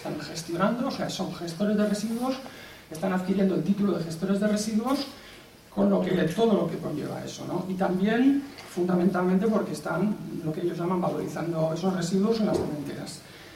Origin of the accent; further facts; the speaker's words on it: Valencian Community, Spain; Venimos del País Valenciano, un país cercano